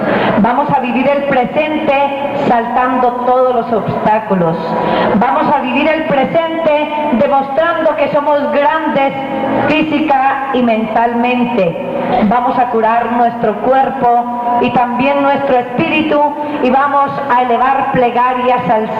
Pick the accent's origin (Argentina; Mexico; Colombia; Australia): Colombia; pero como colombiana y masoquista que soy, deseo sufrir parejo con ustedes